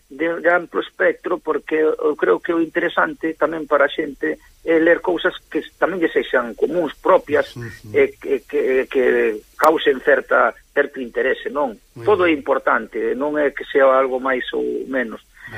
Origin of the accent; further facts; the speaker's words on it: Fisterra, Galicia, Spain; Son de Fisterra. Foron amigos, moi amigos nós, porque vivimos ao lado, prácticamente a 40 metros.